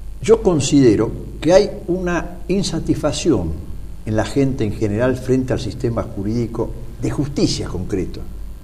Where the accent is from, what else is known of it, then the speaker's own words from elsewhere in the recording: Argentina; como laicos católicos y como ciudadanos argentinos